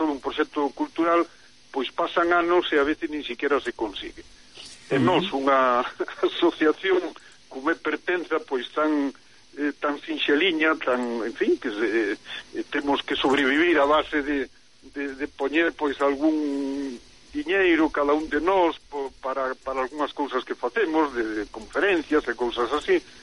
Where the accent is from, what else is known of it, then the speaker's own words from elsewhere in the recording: Pontevedra, Galicia, Spain; now in Vigo, Spain; eu son pontevedrés, aínda que vivo fai moitos anos en Vigo